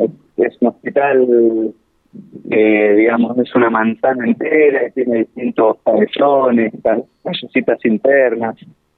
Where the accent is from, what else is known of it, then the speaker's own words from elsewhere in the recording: Buenos Aires, Argentina; soy de Buenos Aires. Trabajo en un hospital de Buenos Aires y vine 3 meses a trabajar acá a los distintos dispositivos del Servicio de Salud Mental de Bariloche.